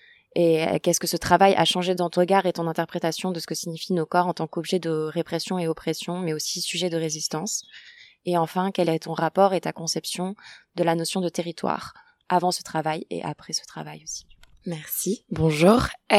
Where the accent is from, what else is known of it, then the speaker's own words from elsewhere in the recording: France; je suis une femme cisgenre, non racisée, française. J'ai grandi en France dans des milieux essentiellement urbains, dans les années 90